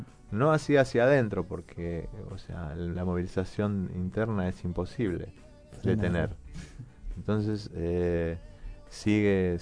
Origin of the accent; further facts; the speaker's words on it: Moreno, Buenos Aires Province, Argentina; yo soy un escritor de este barrio, soy de Moreno, me considero un músico local y súper orgulloso de serlo.